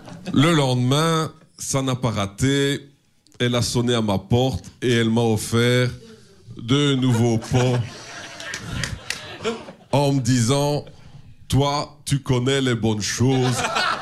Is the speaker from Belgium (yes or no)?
yes; Belgium; Chez nous, en Belgique, à la place, on a la rhubarbe qui peut atteindre jusqu'à 1 mètre de hauteur.